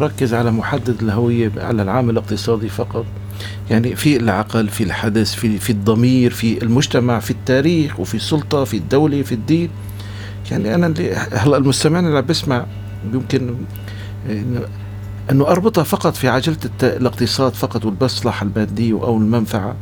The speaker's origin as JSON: {"language": "Arabic", "country": "Syria", "said": "نحن في سوريا حاليا في، وحتى الشرق الاوسط فعلا يعاني من ازمه هويه. انا سوري ولا عربي"}